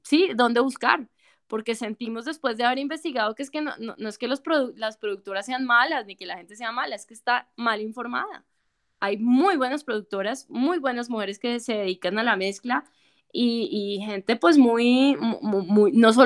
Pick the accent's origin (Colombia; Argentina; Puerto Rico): Colombia; lo que somos como colombianos.